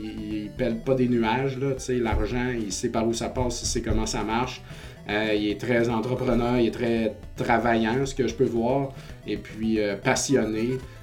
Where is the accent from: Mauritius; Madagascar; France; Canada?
Canada; Saint-Joseph-de-Beauce, Quebec; moi, je viens de Saint-Joseph-de-Beauce, quartier Verdier.